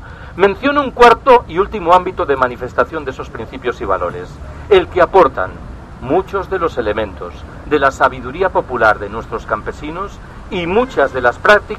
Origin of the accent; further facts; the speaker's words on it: Galicia, Spain; Yo soy gallego.